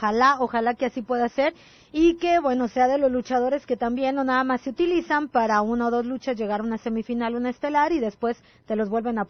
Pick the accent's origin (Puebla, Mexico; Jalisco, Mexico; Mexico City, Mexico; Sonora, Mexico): Jalisco, Mexico; Guadalajara; Desafortunadamente para nosotros como tapatíos y demás